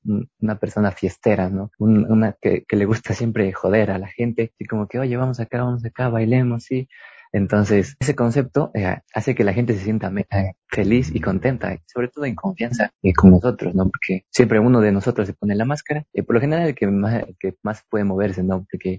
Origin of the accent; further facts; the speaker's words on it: Quito, Pichincha, Ecuador; Yo soy de Quito